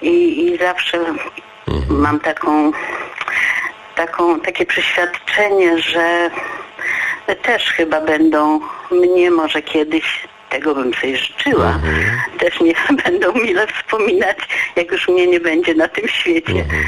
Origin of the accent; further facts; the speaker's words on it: Przemyśl, Subcarpathian Voivodeship, Poland; now in Opole, Poland; mieszkam w tej chwili w Opolu, ale pochodzę z Przemyśla